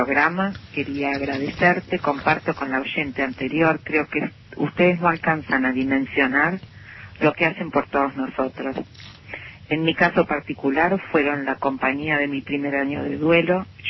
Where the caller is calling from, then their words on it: Caseros, Buenos Aires Province, Argentina; de Caseros.